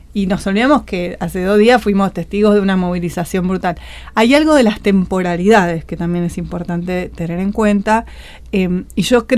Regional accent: Chile; como vengo de Chile

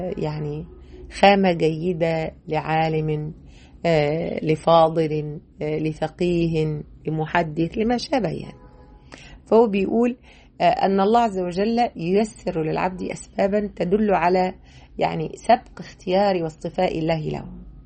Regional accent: Mansoura, Dakahlia, Egypt; كنت وأنا صغيرة اشتغلت محفظة فترة وأنا في تانية ثانوي، كنت اشتغلت محفظة في مسجد عندنا في المنصورة.

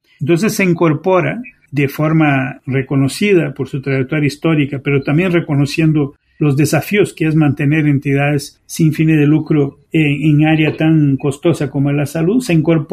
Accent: Brazil; En el caso de Brasil, para dar un ejemplo de mi tierra natal

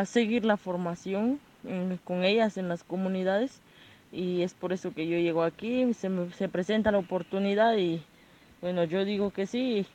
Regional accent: Guatemala; Yo soy de acá, de Guatemala

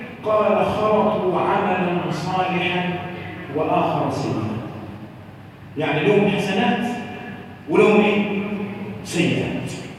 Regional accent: Egypt; اللهم احفظ بلادنا مصر من كل مكروه وسوء

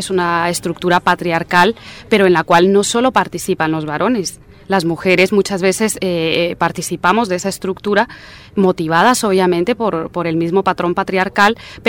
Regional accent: Guatemala; soy guatemalteca también.

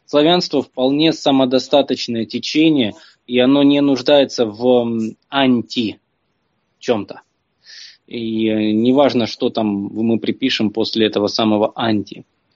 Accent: Ukraine; Я как украинец, украинская территориальная разновидность русских

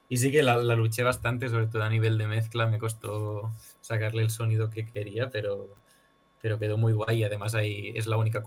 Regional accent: Barcelona, Catalonia, Spain; nosotros somos de Barna y ellos de Madrid.

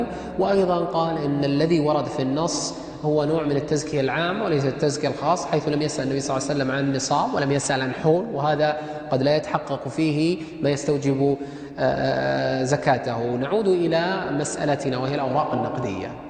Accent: Saudi Arabia; بينما ذهبت اللجنة الدائمة عندنا في السعودية

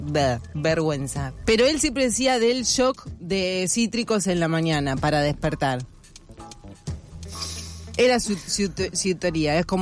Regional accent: Argentina; born there; hacemos la persona que nacimos en Argentina. Como mezclamos todo.

